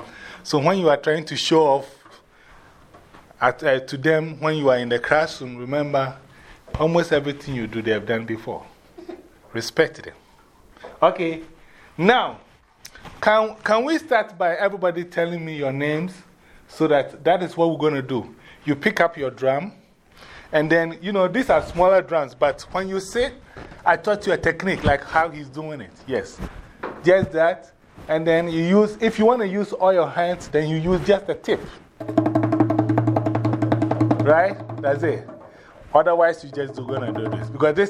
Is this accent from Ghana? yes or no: yes; Ghana; I'm originally from Ghana, West Africa.